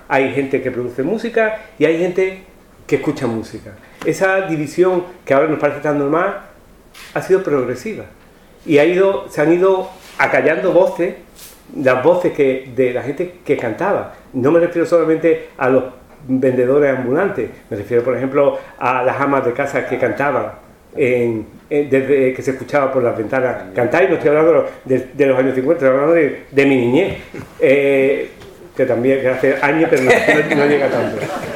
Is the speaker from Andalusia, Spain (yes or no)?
yes; Huelva, Andalusia, Spain; moved away as an adult; now in Seville, Spain; cuando yo me vine de Huelva a estudiar a Sevilla